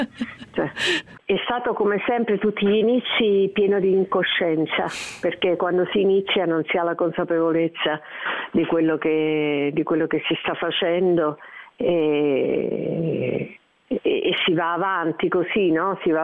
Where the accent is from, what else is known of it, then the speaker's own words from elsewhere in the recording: Naples, Campania, Italy; e in particolare anche più napoletano, visto che sono napoletana.